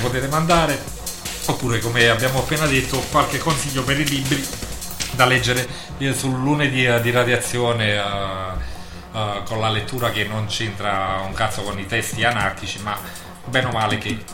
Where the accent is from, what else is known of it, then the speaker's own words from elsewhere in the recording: Naples, Campania, Italy; E beh, da napoletani un po' di scaramanzia ce l'abbiamo sempre.